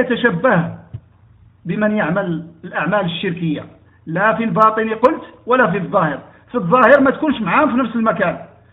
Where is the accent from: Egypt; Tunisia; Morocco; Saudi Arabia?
Morocco; مثلا عندنا في المغرب